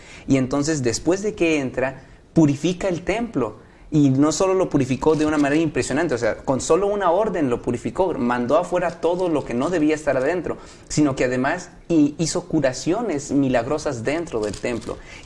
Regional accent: Mexico City, Mexico; estudio medicina también aquí en la Universidad de Montemorelos y soy de la Ciudad de México.

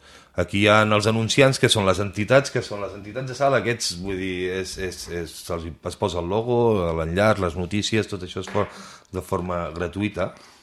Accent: Girona, Catalonia, Spain; jo sóc de Girona, però ja t'he dit, vic a Guissal, no?

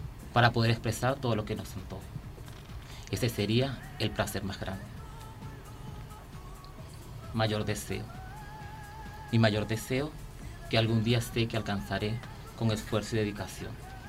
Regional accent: Venezuela; born there; Fueron hechas en países y en mi país natal, Venezuela.

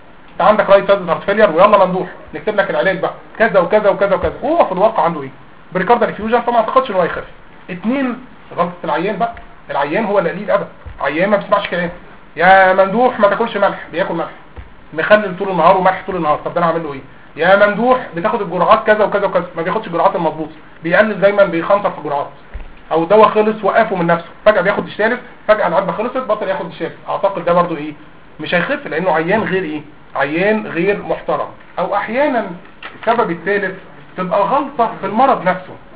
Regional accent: Egypt; زرع القلب على فكره والليفر في الصين ارخص من زرع الفول عندنا في مصر

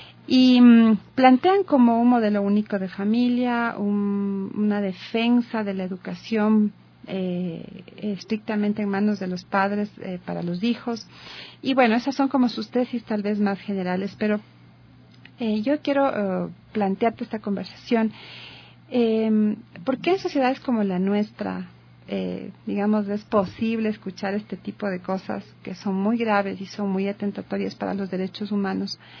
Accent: Ecuador; como sociedad ecuatoriana seguimos manteniendo

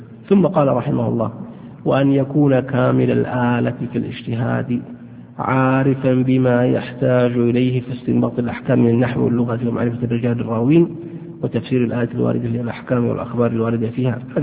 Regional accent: Saudi Arabia; يعني عندنا في السعودية هنا الحمد لله الصوفية يعني مكبوتين،

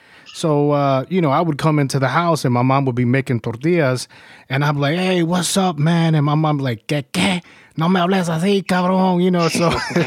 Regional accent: New York, United States; first language Spanish; also born or lived in El Salvador; because I was born in El Salvador. So I came to New York when I was four. So I had to go, all I knew was Spanish.

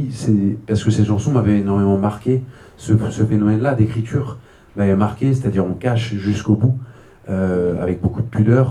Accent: Île-de-France, France; j'ai grandi donc en Seine-et-Marne, dans un petit village au milieu des champs.

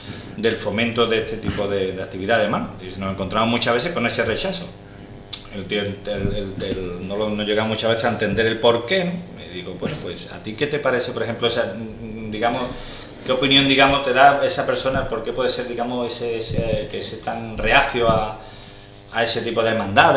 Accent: Seville, Andalusia, Spain; Yo, por ejemplo, que soy de Sevilla

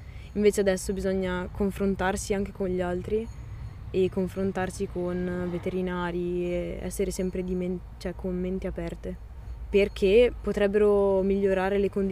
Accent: Volano, Trentino-Alto Adige, Italy; sono cresciuta a Volano, quindi posto della viticoltura. Sono cresciuta in mezzo alle vendemmie, in mezzo alle persone che chiacchieravano.

